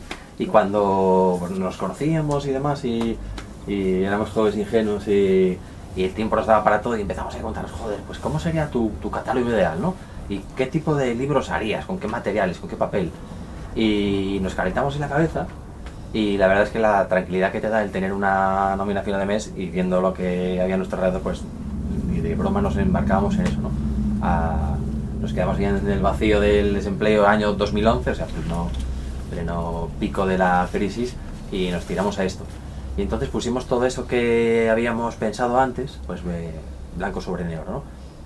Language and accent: Spanish; Gijón, Asturias, Spain; yo soy de Gijón